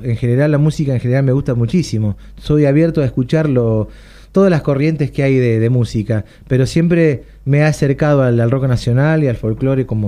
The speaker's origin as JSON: {"language": "Spanish", "town": "Punta Alta", "region": "Buenos Aires Province", "country": "Argentina", "tie": "born there", "said": "Punta Alta, provincia de Buenos Aires."}